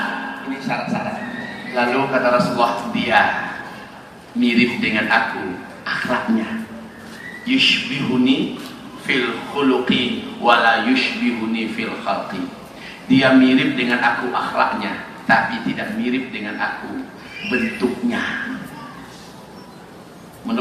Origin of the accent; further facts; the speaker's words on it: West Sumatra, Indonesia; accent: Minang; Nah masalahnya saya Minang kalau ngomong ciri khas Minangnya ke bawah. Nah sudah lancar lah di bahasa Indonesia saya.